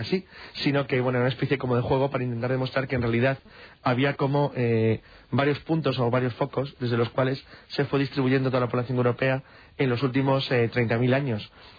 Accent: Spain; Todos estamos más lejos, somos españoles. Por lo tanto, estamos muy al oeste

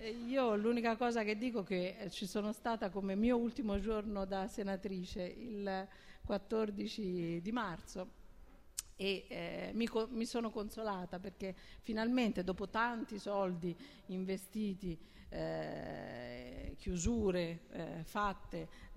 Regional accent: Tuscany, Italy; io che sono toscana

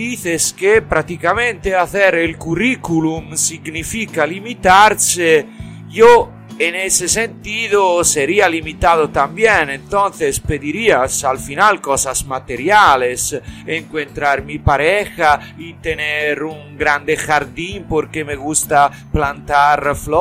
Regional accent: Tuscany, Italy; Soy típicamente italiano e italiano de mi región, de Toscana.

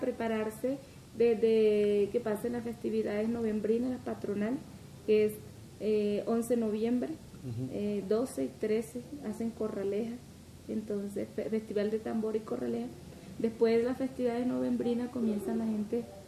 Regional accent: San Martín de Loba, Bolívar, Colombia; Más porque eso era más en esa calle, el Carmen, en el, la calle donde yo nací.

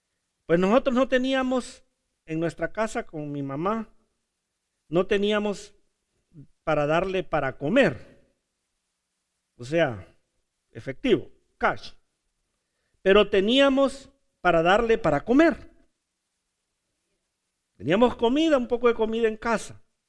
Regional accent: Honduras; Es que soy hondureño, ay, perdonen.

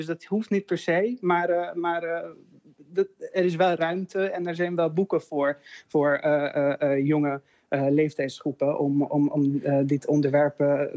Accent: Hungary; Dutch is a second language; now in Netherlands; Wij vieren geen bevrijdingsdag in Hongarije. Dus herdenking en de viering van vrijheid ontbreekt bij ons in Hongarije.

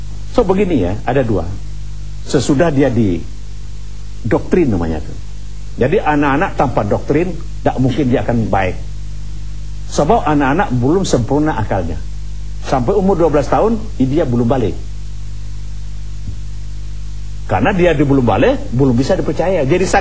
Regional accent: West Sumatra, Indonesia; Saya ini kan orang Minangkabau. Orang Indonesia.

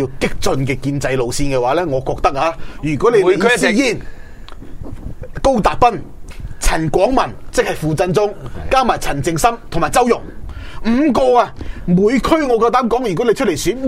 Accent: Hong Kong; 我哋香港人咧係經濟動物嚟嘛

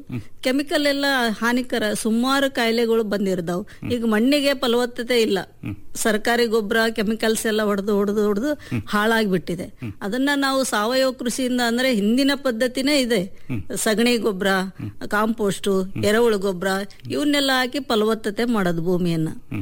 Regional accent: Maravalli, Karnataka, India; born there; ನಾನು ಹುಟ್ಟಿದ್ದು ಶಿಕಾರಿಪುರ ತಾಲೂಕು ಮಾರವಳ್ಳಿ, ಅಲ್ಲಿ ನಮ್ ತಂದೆ ಊರು.

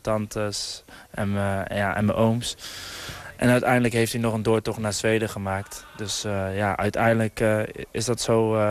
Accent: Breda, North Brabant, Netherlands; born there; Ja, ik ben geboren in Breda.

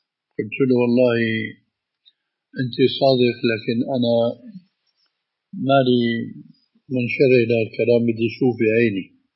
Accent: Damascus, Damascus Governorate, Syria; هذه كانت تستعمل عندنا في دمشق مش مشان التضليل هذا، وإنما مشان الاستخارة

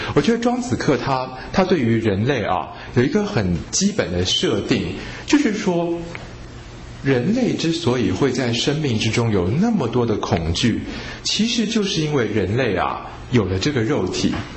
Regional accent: Taiwan; 那我们台湾人呢肝是第二烂嘛

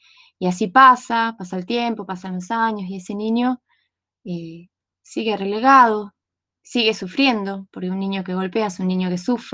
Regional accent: Las Lajas, Neuquén, Argentina; de Las Lajas, provincia de Neuquén.

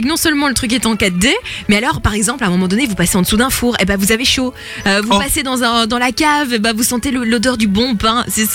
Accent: Charleroi, Wallonia, Belgium; born there; Moi, je suis belge. Je suis née à Charleroi, mec. Il y a pas plus belge que moi.

